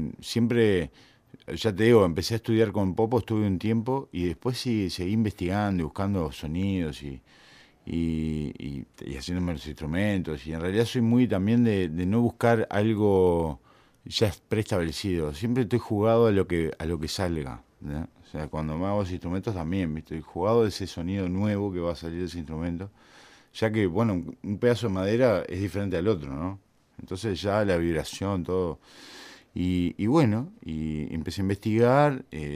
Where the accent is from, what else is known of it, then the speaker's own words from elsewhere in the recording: Rivera, Uruguay; also born or lived in Montevideo; Yo nací en Bellavista, o sea, ahí, Plaza Cuba, a García y Boulevard Artigas. Pero en realidad viví 15 años en Rivera.